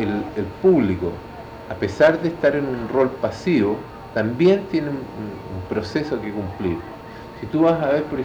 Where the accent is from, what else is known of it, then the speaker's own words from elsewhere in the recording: Chile; De esa picardía del chileno, ¿no? De los choros que somos, los buenos que somos los chilenos.